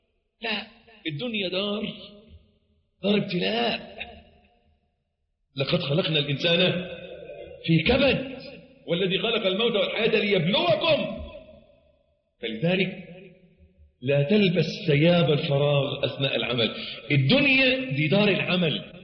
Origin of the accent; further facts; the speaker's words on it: Egypt; عندنا في مصر معلش تلاقي الواد الميكانيكي طول الأسبوع مزيت